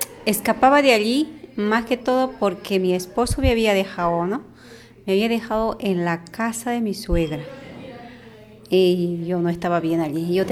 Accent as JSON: {"language": "Spanish", "country": "Bolivia", "moved": "as an adult", "lives_now": "Spain", "said": "Vengo de Bolivia."}